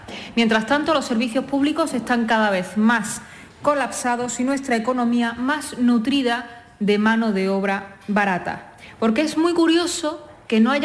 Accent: Spain; por supuesto, no somos los españoles

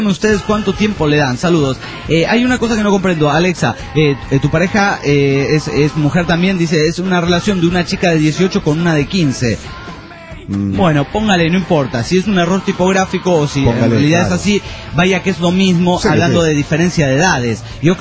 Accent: Juliaca, Puno, Peru; de Juliaca, Perú.

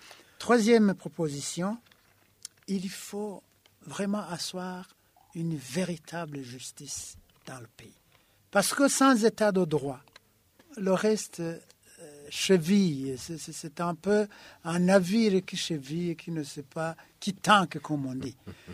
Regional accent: Burundi; nous sommes tous des Burundais.

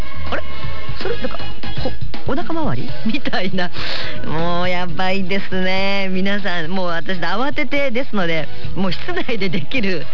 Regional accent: Katsushika, Tokyo, Japan; 私の実家の葛飾のね、柴又方面なんですが、私のだからずっと幼稚園小学校

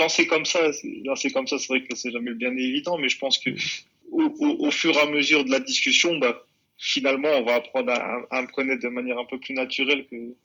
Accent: La Courneuve, Île-de-France, France; je suis originaire de la ville de La Courneuve. De La Courneuve, donc. Région parisienne en Seine-Saint-Denis

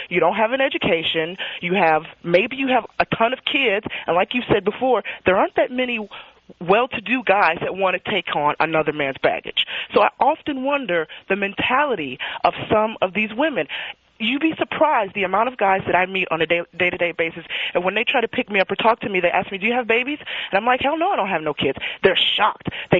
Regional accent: United States; I don't blame you, okay? I'm American.

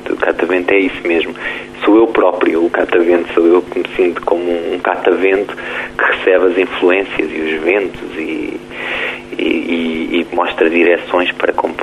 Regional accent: Tomar, Centro, Portugal; now in Lisbon, Portugal; porque eu sou original de Tomar.

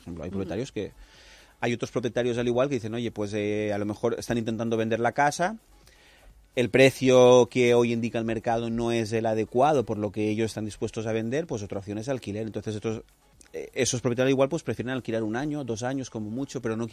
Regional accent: Las Vallas, Valencian Community, Spain; Yo soy de Las Vallas

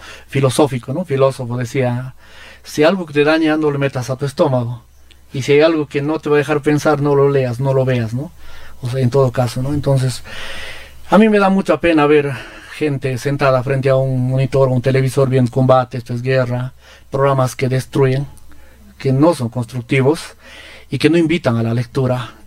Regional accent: Peru; Y yo ahí, como todo peruano y como todo curioso nuevo, ¿no? Dirían en Lima, bajadito

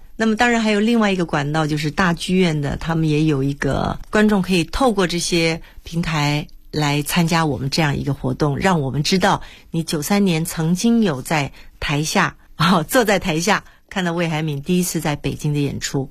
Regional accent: Taiwan; 当时我不过就是从台湾来的一个女子啊

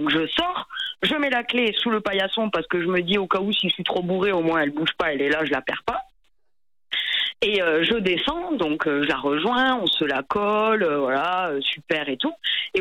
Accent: Toulouse, Occitanie, France; Donc j'avais 13 ans et et en fait moi je viens de Toulouse

